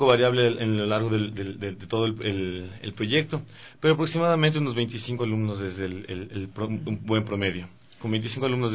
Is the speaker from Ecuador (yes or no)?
yes; Ecuador; nuestra música, nuestra identidad, lo que nos identifica como ecuatorianos